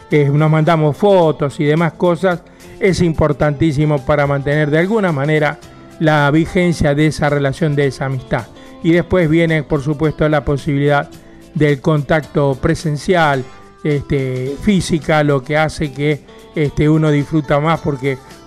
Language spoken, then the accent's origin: Spanish; Quilmes, Buenos Aires Province, Argentina; now in Bernal, Argentina; Yo soy de acá de Quilmes, vivo en Bernal, pues sigue siendo partido de Quilmes y casi en el límite con Bernal, con Quilmes, digo, perdón.